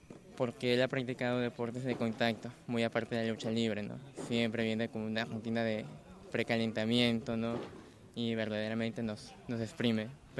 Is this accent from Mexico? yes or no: no; Lambayeque, Peru; yo soy de Lambayeque, del norte del Perú.